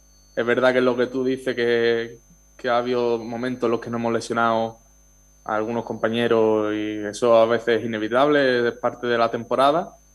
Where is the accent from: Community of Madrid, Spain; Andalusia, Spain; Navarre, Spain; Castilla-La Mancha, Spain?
Andalusia, Spain; Chiclana de la Frontera; Pues yo particularmente tiraré para Cádiz, para mi tierra, para Chiclana de la Frontera